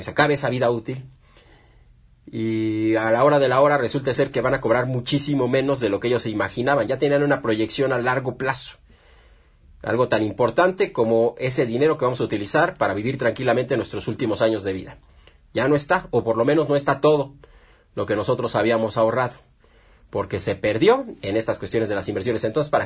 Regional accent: Mexico; que son nuestras principales fuentes de ingresos como mexicanos

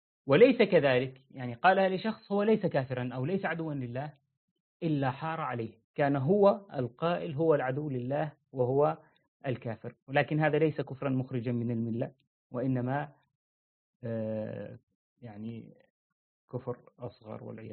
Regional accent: Syria; طبعا في مثلا عندنا في سوريا ما يقولون فلان بن فلان، يعني ما يذكر اسم أبيك معك

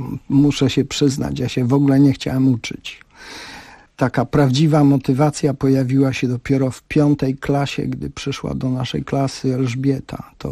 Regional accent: Przeworsk, Subcarpathian Voivodeship, Poland; born there; mnie na świat Bocian przeniósł w Przeworsku. To było, gdy się urodziłem, małe miasteczko na Rzeszowszczyźnie, które miało około 3000 mieszkańców

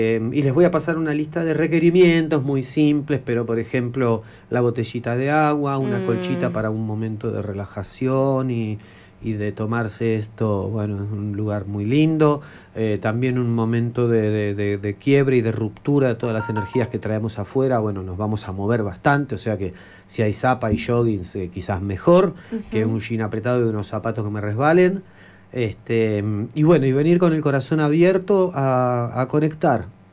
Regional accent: Buenos Aires, Argentina; Soy un porteño que quiere conectar con gente de acá, de Córdoba, de Mendoza, de San Juan

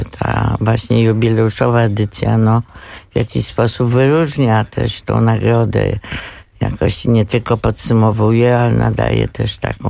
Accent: Kraków, Lesser Poland, Poland; born there; A poza tym jestem Krakowianką z urodzenia

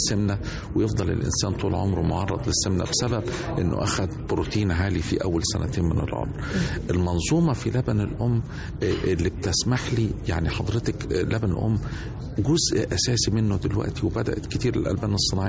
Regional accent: Egypt; عمالة تتقلص عندنا في مصر

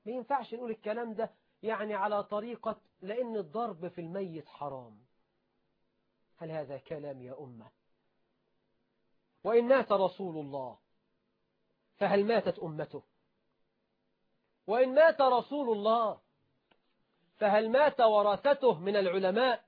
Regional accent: Egypt; وأخذها المسؤولون عندنا في مصر والحمد لله.

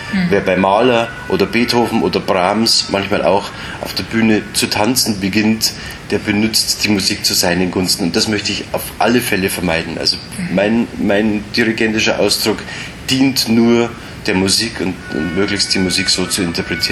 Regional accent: Munich, Bavaria, Germany; der mir natürlich als Münchner nahe liegt, weil ich die ganzen bayerischen Elemente natürlich gut interpretieren und deuten und vor allem auch fühlen kann.

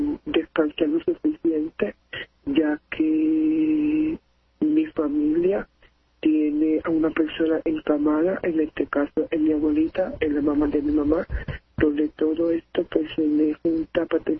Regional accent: Carolina, Puerto Rico; Yo soy del pueblo de Carolina.

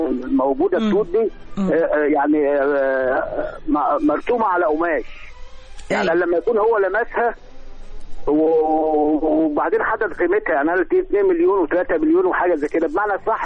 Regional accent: Sharqia Governorate, Egypt; انا من الشرقيه يا فندم.

